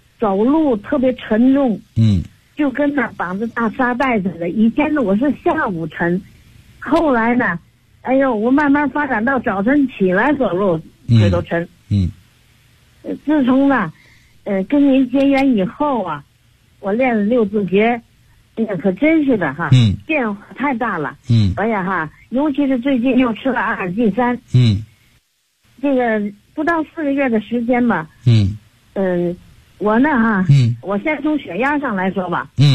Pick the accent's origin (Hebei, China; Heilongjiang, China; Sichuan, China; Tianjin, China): Tianjin, China; 我是天津的。